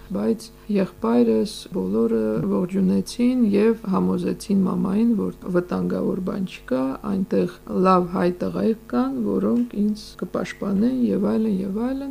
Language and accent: Armenian; Stepanakert, Nagorno-Karabakh, Azerbaijan; Ես Ստեփանակերտում մեծացած, Երևանում սովորած, գնացի գյուղում